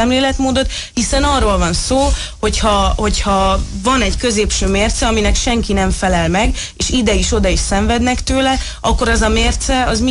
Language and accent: Hungarian; Szabolcs-Szatmár-Bereg, Hungary; vagy azért, mert nő vagyok, vagy azért, mert szabolcsi vagyok.